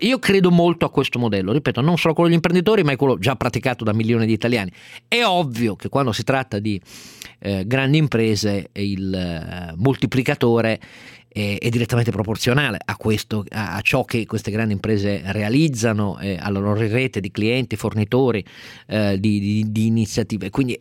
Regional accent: Turin, Piedmont, Italy; per me che sono cresciuto a Torino

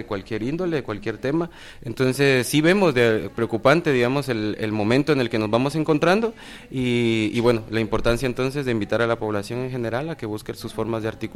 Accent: Guatemala; tenemos las capacidades como ciudadanía guatemalteca

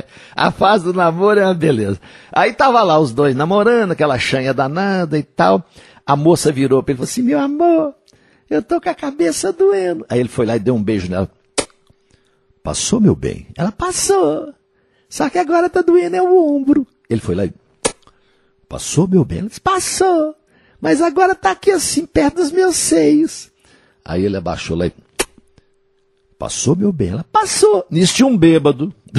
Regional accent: Coromandel, Minas Gerais, Brazil; A lorota boa de hoje aconteceu na minha terra, lá em Coromandel. É verdade, lá acontece tudo no Coró, né?

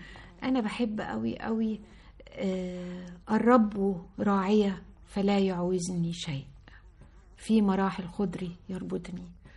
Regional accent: Sohag, Sohag Governorate, Egypt; انا من سوهاج وبفتخر ان انا من سوهاج. امي من سوهاج وابويا من اليوب … موحد القطرين.

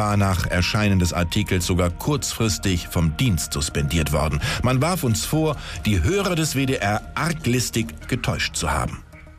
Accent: United Kingdom; accent: British; German is a second language; Mit meinem typisch britischen Akzent antwortete ich, ein bisschen Regen, aber sehr windig, manchmal auch Sonne.

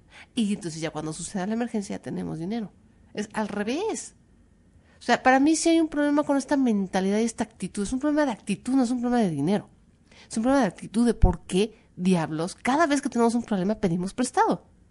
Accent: Mexico

